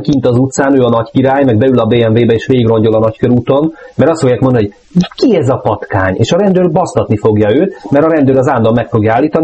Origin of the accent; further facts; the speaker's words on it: Budapest, Hungary; én is angyalföldi vagyok egyébként.